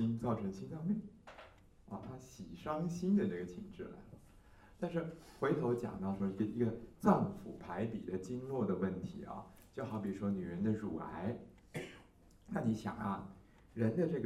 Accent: Taiwan; 所以我们台湾人的死亡的首位是大肠癌

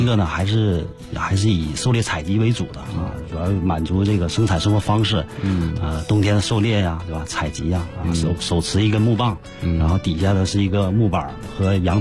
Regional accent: Tonghua, Jilin, China; moved away as an adult; now in Beijing, China; 也就意味着我是通化人我吉林的通化人

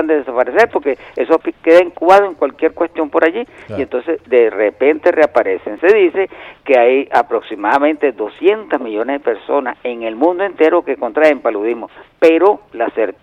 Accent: Venezuela; como venezolano

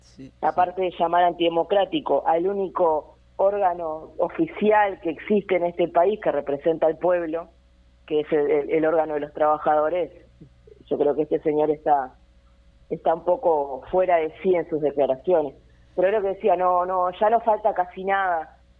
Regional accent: Uruguay; siempre como uruguayos, ¿no?, desplegando todo nuestro poder

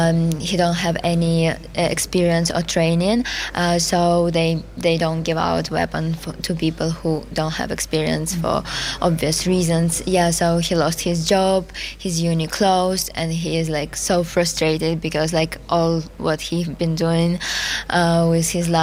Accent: Kropyvnytskyi, Kirovohrad Oblast, Ukraine; They are in my hometown, Koropivnitsky, and my dad is working and my mom is helping.

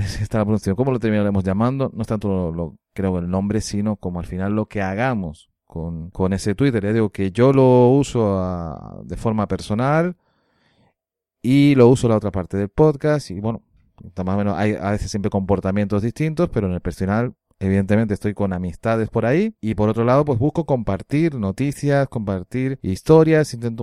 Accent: Canary Islands, Spain; Yo que soy canario me cuesta más apurar esa S.

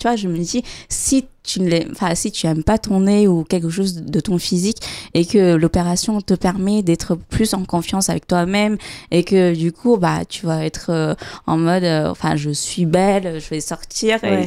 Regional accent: Vietnam; là, je parle en tant que vietnamienne, je sais qu'au Vietnam, les tatouages sont très mal vus

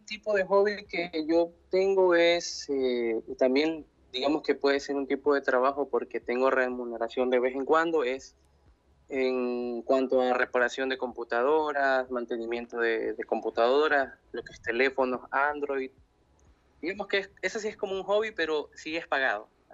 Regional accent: Ecuador; yo soy de Ecuador, tengo 22 años

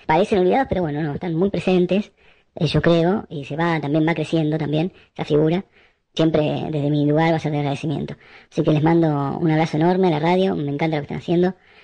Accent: La Plata, Buenos Aires Province, Argentina; fui a la Facultad de Arte de La Plata. Yo soy de La Plata

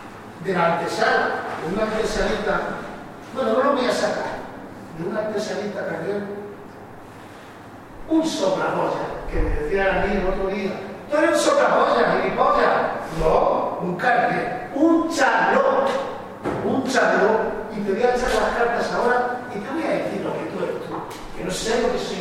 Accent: Castile, Spain; Ah, qué sevillano me gustaría ser. Pero bueno, soy castellano.

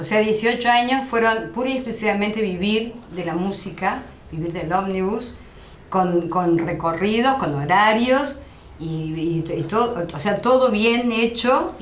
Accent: Uruguay; Y dijimos, no, somos uruguayos.

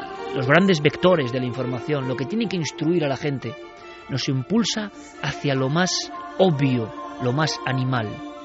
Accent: Spain; Pero es que yo soy español.

